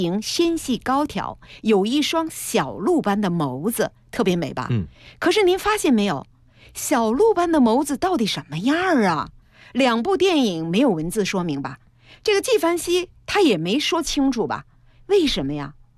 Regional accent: Chongqing, China; 我原来说过我是重庆人，

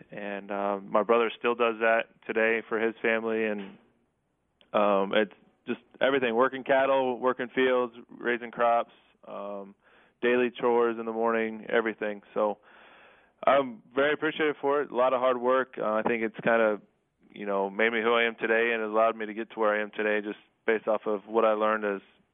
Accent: Kansas, United States; Yeah, so I grew up in Kansas on a farm, and it was a lot of hard work.

